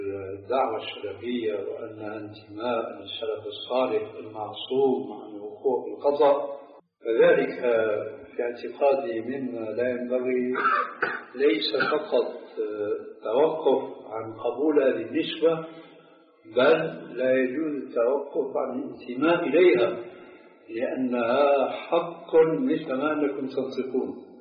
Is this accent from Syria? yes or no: yes; Syria; كما يقال عندنا في سوريا